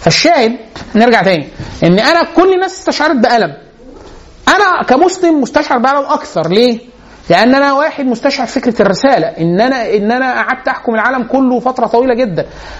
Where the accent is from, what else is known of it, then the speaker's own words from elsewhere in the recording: Egypt; ده حتى مش الالم بتاعنا كمصري